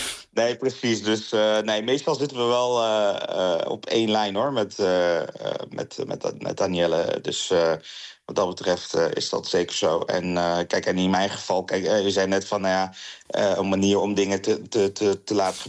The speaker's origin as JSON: {"language": "Dutch", "town": "Eindhoven", "region": "North Brabant", "country": "Netherlands", "said": "ik kom zelf uit Eindhoven, dus niet de Randstad."}